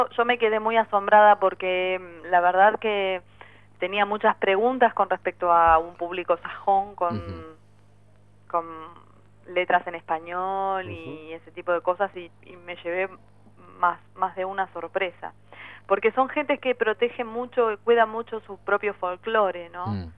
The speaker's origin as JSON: {"language": "Spanish", "town": "Ciudadela", "region": "Buenos Aires Province", "country": "Argentina", "tie": "born or raised there", "said": "si yo crecí en Ciudadela"}